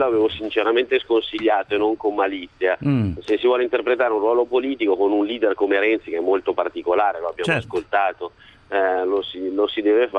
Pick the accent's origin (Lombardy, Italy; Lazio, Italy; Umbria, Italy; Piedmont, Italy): Lombardy, Italy; Monza; io sono di Monza